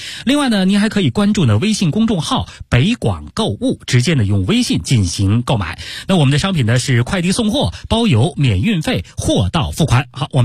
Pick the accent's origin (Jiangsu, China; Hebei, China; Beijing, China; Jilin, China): Beijing, China; 我们北京人来讲呢对它有一种情节